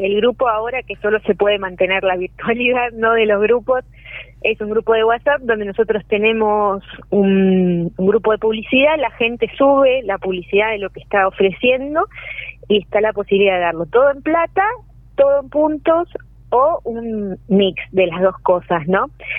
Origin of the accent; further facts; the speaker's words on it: Los Hornillos, Córdoba, Argentina; que también somos de acá de Los Hornillos, de empezar a armar un grupo acá en la zona